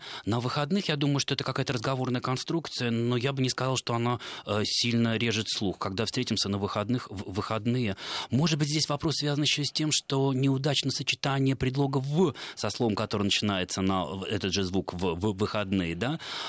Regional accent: Saint Petersburg, Russia; И сами мы питерские.

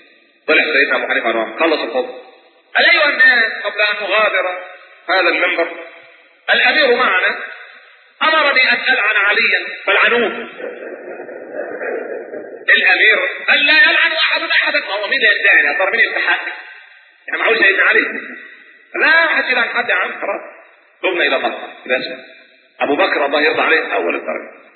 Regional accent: Egypt; now in Germany; انا مصري.

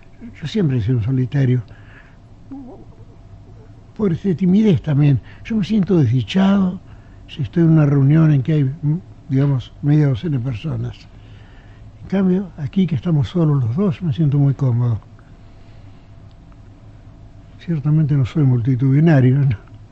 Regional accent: Buenos Aires, Argentina; also born or lived in Geneva, Switzerland; ya que yo soy porteño, pero soy tan ginebrino como porteño, tan montevideano como porteño, tan alorbense como porteño, tan tejano como porteño. Tengo muchas patrias y las quiero a todas.

